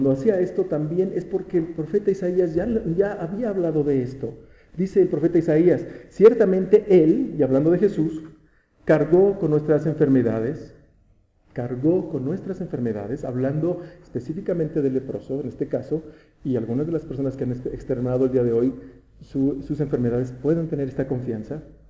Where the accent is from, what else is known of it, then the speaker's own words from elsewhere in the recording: Toluca, State of Mexico, Mexico; somos de Toluca, somos así los tolucos.